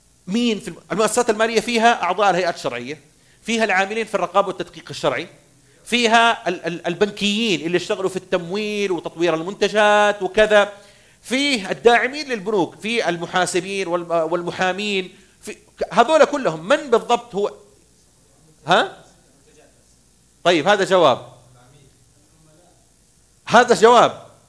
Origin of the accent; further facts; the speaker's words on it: Saudi Arabia; now in Bahrain; أنا سعودي أعمل في البحرين، فأنا أعد في نظرة أيوفي بحريني